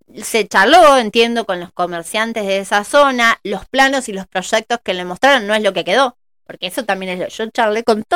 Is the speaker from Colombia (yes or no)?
no; Argentina; de la maduración que vamos teniendo como argentinos